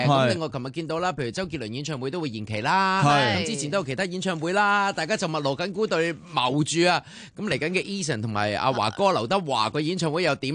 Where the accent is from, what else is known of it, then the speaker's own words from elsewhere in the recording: Hong Kong; 作为香港人啊